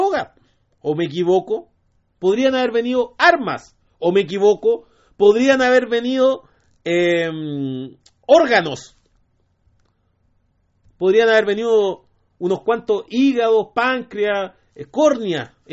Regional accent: Maipú, Santiago Metropolitan Region, Chile; Nosotros, como somos de Maipú

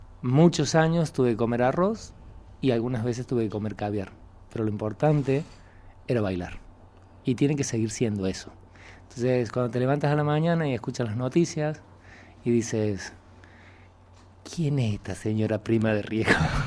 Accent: Córdoba, Argentina; also born or lived in Buenos Aires; now in Spain; Yo vine de Córdoba, de Argentina. Antes de Córdoba me fui a Buenos Aires. Era muy joven.

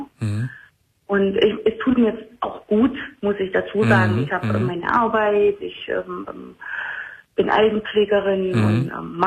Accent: Thuringia, Germany; born there; Komme gebürtig aus Thüringen und habe mir da aber was aufgebaut.

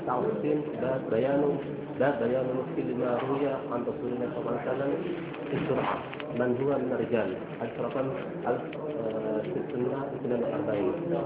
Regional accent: Sharqia Governorate, Egypt; الشرقية نعم

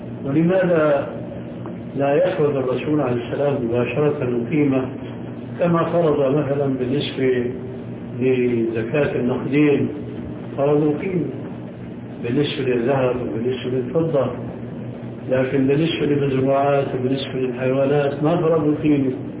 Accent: Syria; يمكن موجودة عندكم موجود عندنا في سوريا وأردن

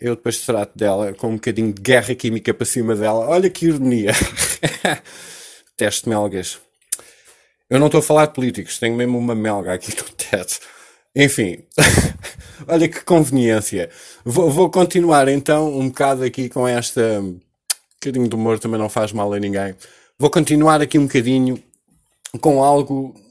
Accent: Portugal; nós até como portugueses vamos ter que pagar

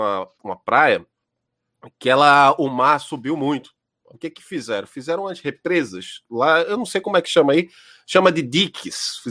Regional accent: Janga, Pernambuco, Brazil; Lá na minha juventude, eu morava lá no Nordeste, eu morava no Janga.

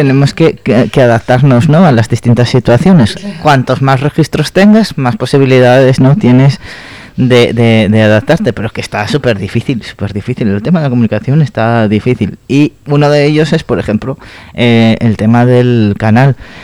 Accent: Asturias, Spain; No, los asturianos somos súper cariñosos.

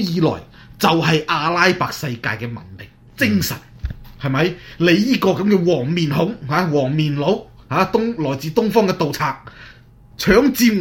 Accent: Hong Kong; 讲真啊，我哋香港人都包容咗你

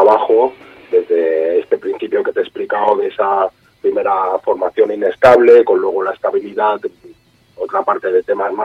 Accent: Barcelona, Catalonia, Spain; Sí, es un barrio de la periferia, como podría ser de Madrid, Vallecas, por ejemplo.

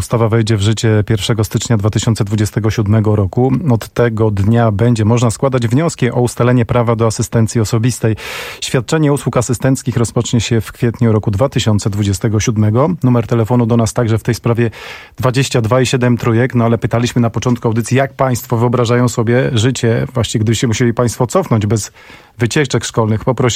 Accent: Warsaw, Masovian Voivodeship, Poland; pochodzę z warszawskiego Brudna.

